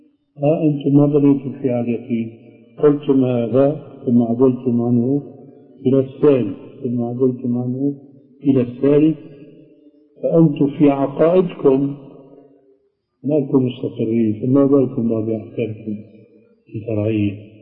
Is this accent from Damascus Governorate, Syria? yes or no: no; Aleppo, Aleppo Governorate, Syria; فهو بعث وأنا من حلب